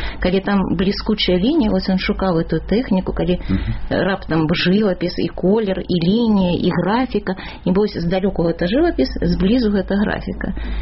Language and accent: Belarusian; Vitebsk Region, Belarus; І ў мяне тая ж была сітуацыя, я з Віцебщыны, у Ахрымчыка вучылася